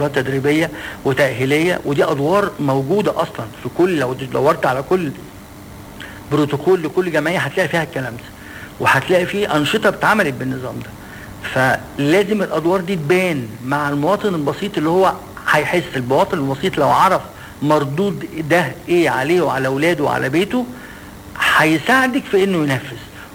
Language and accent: Arabic; Egypt; ولكن احنا كمصريين عندنا حاجة مش كويسة ان احنا بنستعجل النتائج.